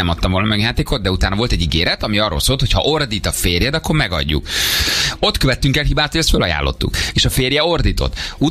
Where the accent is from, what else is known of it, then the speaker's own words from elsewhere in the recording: Lake Balaton, Hungary; Én balcsis gyerek vagyok, de csak a gyerekkori élményeim miatt. Én Balatonon nőttem föl